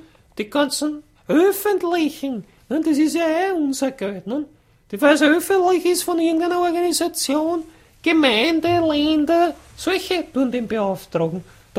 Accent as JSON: {"language": "German", "country": "Austria", "said": "wir als Österreicher"}